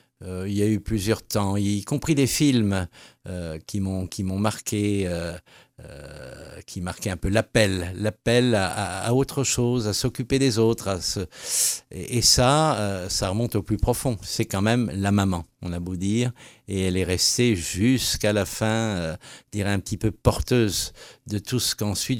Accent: Metz, Grand Est, France; Moi, je venais de Metz, mais on passait par Nancy en train pour remonter vers Hanovre.

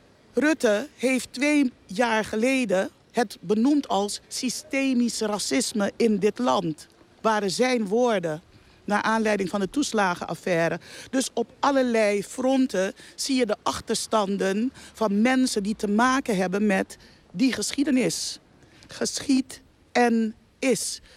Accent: Rotterdam, South Holland, Netherlands; ik kom uit Rotterdam. Nee, dat was niet de bedoeling. Dat was niet wat zij wilde weten. Nou, de oorsprong was Suriname. Ik vertel Suriname.

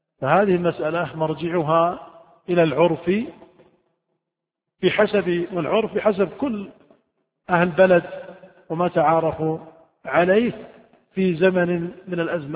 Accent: Saudi Arabia; عندنا في السعودية الدار البيت، في الكويت الدار الغرفة

